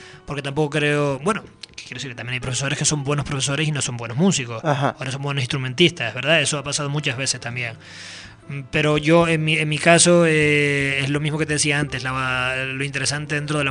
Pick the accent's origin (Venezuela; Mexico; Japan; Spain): Spain; Canary Islands; canarios, hay varios contrabajistas, buenos contrabajistas